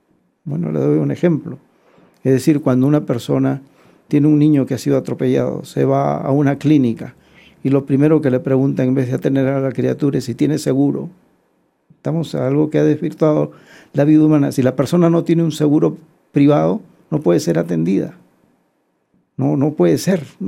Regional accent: Peru; Vengo de Perú, donde tenemos un gran problema con una minera, ¿no?

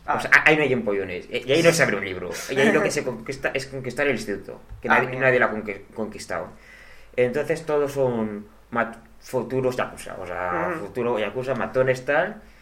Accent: Zaragoza, Aragon, Spain; nosotros somos de Zaragoza.

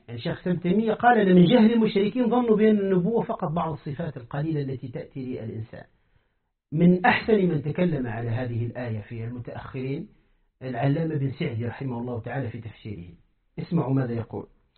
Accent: Tunisia; كما قال أحد الزنادقة عندنا في تونس

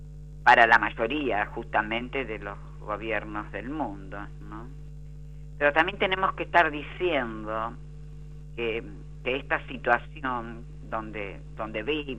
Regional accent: Argentina; posiblemente no la tenemos en Latinoamérica y menos en mi país, Argentina.

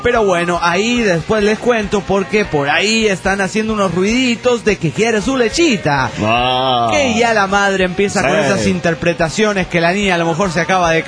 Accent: Guanajuato, Mexico; de Guanajuato, México.

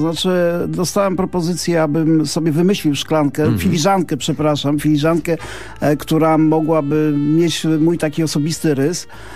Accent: Ostrowiec Świętokrzyski, Świętokrzyskie Voivodeship, Poland; ja się wychowywałem niedaleko Ćmielowa, że w Ostrowcu Świętokrzyskim, to jest ten rejon Gór Świętokrzyskich

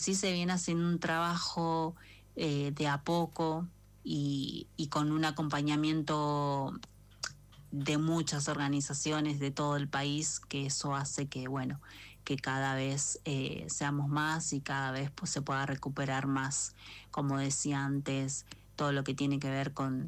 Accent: Merlo, San Luis, Argentina; soy integrante de Trenza Raíz, comunidad de mujeres afroargentinas y afrodescendientes de Merlo San Luis

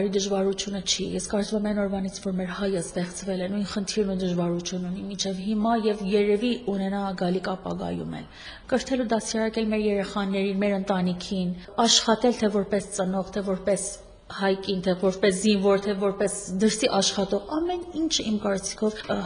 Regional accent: Tehran, Tehran Province, Iran; Ես եղել եմ Իրանում, այնտեղ եմ ծնվել, Թեհրանում եմ մեծացել

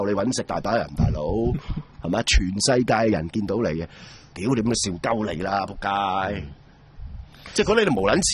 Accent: Hong Kong; 我哋香港人

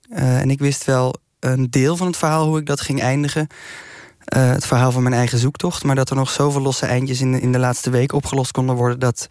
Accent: North Brabant, Netherlands; Ja, ik kom uit de buurt van Vught. Dus het is een verhaal dat ik ken uit mijn jeugd al.

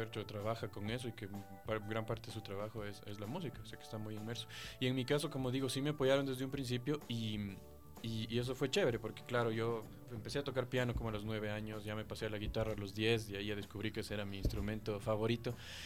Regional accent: Riobamba, Chimborazo, Ecuador; incluso en Riobamba, que es la ciudad de donde soy yo

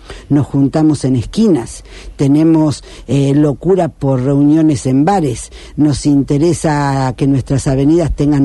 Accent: Rosario, Santa Fe, Argentina; Yo soy rosarina porque soy rosarina.

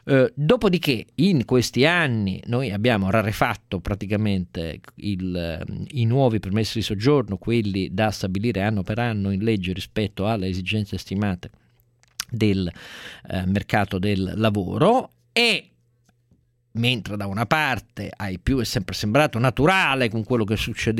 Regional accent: Turin, Piedmont, Italy; io sono torinese quindi sono viziato a un pregiudizio forse favorevole

